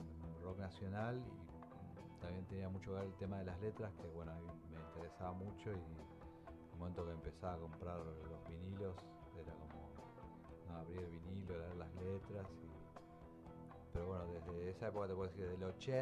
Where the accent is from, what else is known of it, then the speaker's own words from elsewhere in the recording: Monte Grande, Buenos Aires Province, Argentina; Yo nací, o sea, viví en Monte Grande y vivo ahora vivo a 8 cuadras de la casa de mis padres, digamos, de casa paterna.